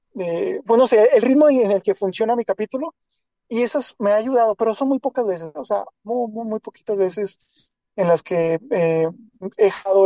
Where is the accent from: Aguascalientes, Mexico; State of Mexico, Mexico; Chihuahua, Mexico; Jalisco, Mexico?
Chihuahua, Mexico; yo soy de Chihuahua, México, y acá cuando yo estaba en la secundaria, hace bastante tiempo, 97 por ahí